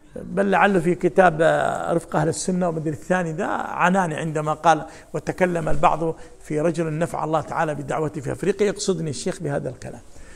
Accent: Jeddah, Makkah Province, Saudi Arabia; وأذكر أنا أول ما نشأت يعني جلست في مدينة جدة، جلسنا 10 سنوات

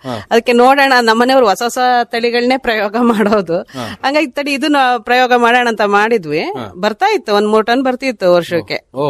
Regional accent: Honnamaranahalli, Karnataka, India; ನುಗ್ಗೇಳಿ ಹತ್ರ ಹೊನ್ನಮಾರ್ನಹಳ್ಳಿ.

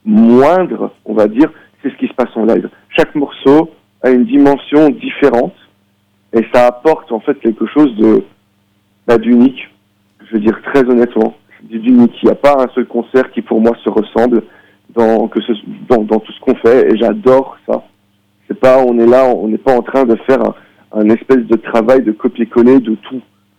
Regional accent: Belgium; Moi, en tant que Belge, j'ai vu ça avec une certaine distance

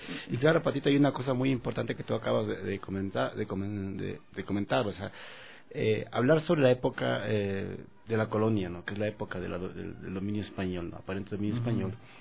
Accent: Quito, Pichincha, Ecuador; y yo soy de Quito, pero yo fui a vivir allá a los 15 años en Conocoto y viví la mayoría de mi vida en Conocoto.

